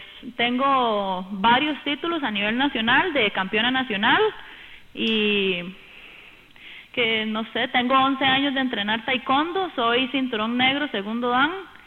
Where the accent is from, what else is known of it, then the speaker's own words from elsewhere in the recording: Aserrí, San José, Costa Rica; porque en realidad nosotros somos de Acerrí, no tenemos que andar participando ni por San José, ni por Desamparados, ni por Escazú, ni mucho menos.